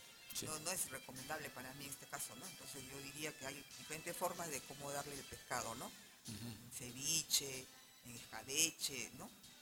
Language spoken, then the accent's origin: Spanish; Callao, Peru; also born or lived in Ancón; yo soy nacida en Ancón, pero por ellos soy chalaca ya ahorita, porque todos nos dijeron acá en el Callao, ¿no? Entonces ya yo me radiqué acá en el Callao.